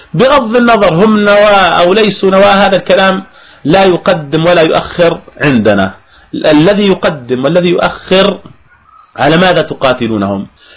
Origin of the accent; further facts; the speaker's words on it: Jordan; والله نحن عندنا بالأردن كثير من أهل الأردن من الشباب